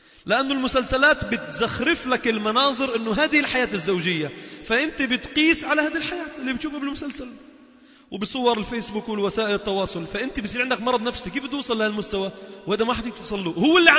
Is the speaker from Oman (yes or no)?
no; Lebanon; هذه السنة مهجورة بقوة عندنا في لبنان، بالذات في لبنان